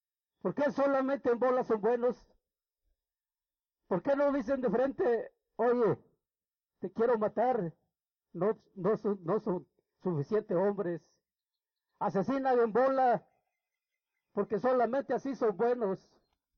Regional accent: Guerrero, Mexico; venimos de un estado de Guerrero a pedir justicia

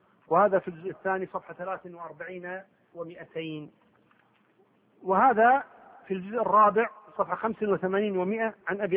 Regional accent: Kuwait; قبل كم يوم واحدة عندنا في الكويت والدة تسعة

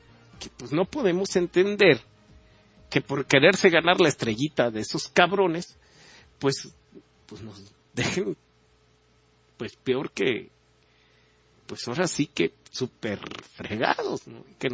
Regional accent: Mexico; que nos integre también como mexicanos.

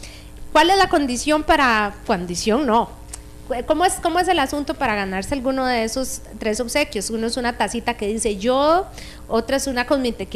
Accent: Heredia, Costa Rica; yo soy de Heredia, entonces no sé si lo dije bien.

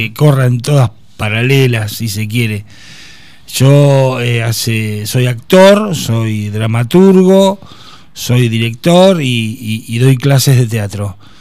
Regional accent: Tandil, Buenos Aires Province, Argentina; Yo soy nacido y criado acá en Tandil.

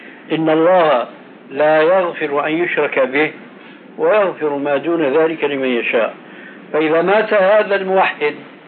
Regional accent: Syria; كما هو الواقع في كثير من البلاد خاصة عندنا في سوريا

